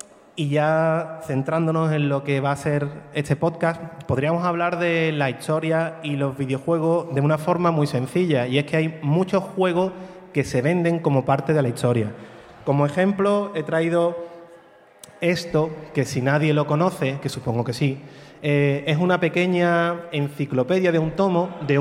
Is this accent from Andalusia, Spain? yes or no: yes; Morón de la Frontera, Andalusia, Spain; perdonad mi acento, soy de Morón, sevillano, no, yo de inglés poco